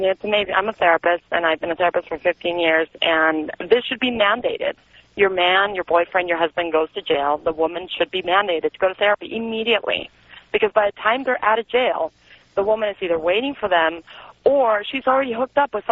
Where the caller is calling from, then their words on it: Argentina; I'm from Argentina, and it's all good.